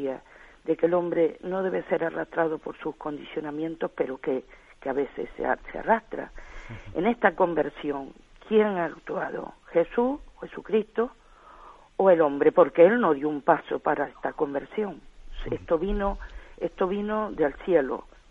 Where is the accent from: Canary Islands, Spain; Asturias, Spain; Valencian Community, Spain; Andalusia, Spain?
Canary Islands, Spain; Tenerife; Mire, soy de Tenerife, del nordeste de Tenerife.